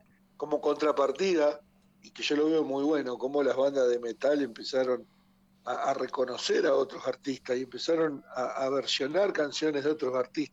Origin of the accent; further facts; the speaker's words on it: Santa Fe, Argentina; porque yo vengo de Santa Fe y se escuchaba otro tipo de música